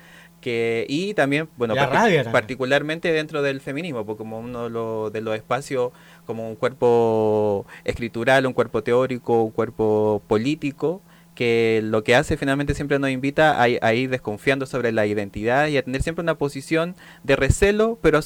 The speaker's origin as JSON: {"language": "Spanish", "town": "La Pintana", "region": "Santiago Metropolitan Region", "country": "Chile", "tie": "born or raised there", "said": "Mi infancia la viví en La Pintana, en la población Pablo de Roca."}